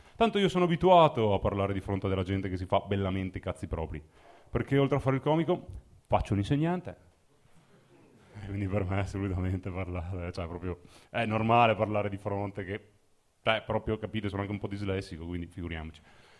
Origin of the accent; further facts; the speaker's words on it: Mozzecane, Veneto, Italy; perché non sono di Milano, sono di Verona, sono di un paese della provincia di Verona che si chiama Mozzecane.